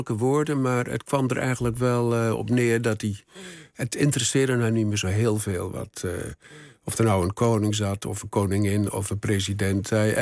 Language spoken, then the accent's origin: Dutch; Hellendoorn, Overijssel, Netherlands; Mijn vader was de kleermaker van het dorp. Ik kom uit Hellendoorn in Overijssel. Eigenlijk de grens Salland-Twente.